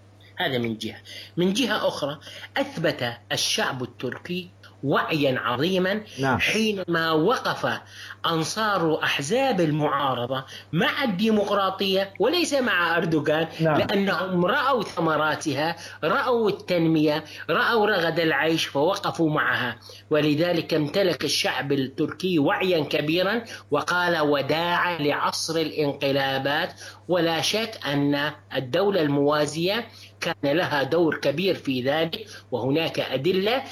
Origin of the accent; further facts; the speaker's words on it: Syria; now in Turkey; شعب قدم لنا كسوريين جئنا إليه لاجئين